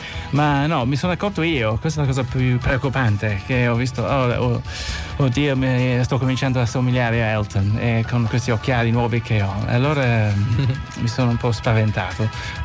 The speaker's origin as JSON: {"language": "Italian", "town": "Brighton", "region": "South East England", "country": "United Kingdom", "tie": "born or raised there", "also_born_or_lived": "Bournemouth", "lives_now": "Italy", "said": "Sono della costa sud dell'Inghilterra e sono nato a Brighton."}